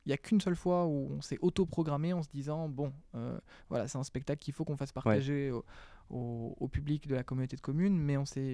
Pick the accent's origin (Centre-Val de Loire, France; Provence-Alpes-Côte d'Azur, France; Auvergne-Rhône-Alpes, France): Centre-Val de Loire, France; Sorigny; vu que je suis une native de Sorigny à la base